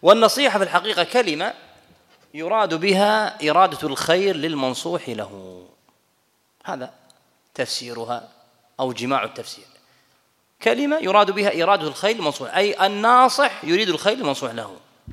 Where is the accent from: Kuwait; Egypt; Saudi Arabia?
Kuwait; وأنا كويتي في أمريكا،